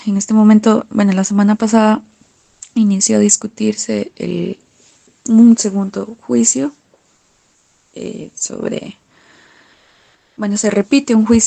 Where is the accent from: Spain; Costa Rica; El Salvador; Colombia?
Costa Rica; Yo nací y crecí en Costa Rica.